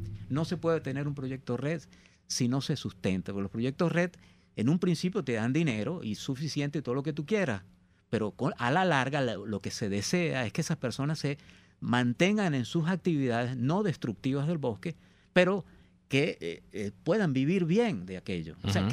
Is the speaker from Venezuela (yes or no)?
yes; Guayana, Venezuela; yo soy de Guayana y la minería en Guayana ha estado toda la vida